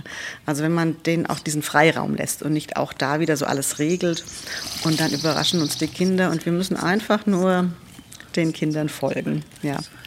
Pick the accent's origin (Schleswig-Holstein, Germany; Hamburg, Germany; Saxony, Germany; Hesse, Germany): Hesse, Germany; Lorsbach; also Lorsbach, wo ich herkomme, im Taunus, da wächst der Wald wirklich bis an die ersten Häuser.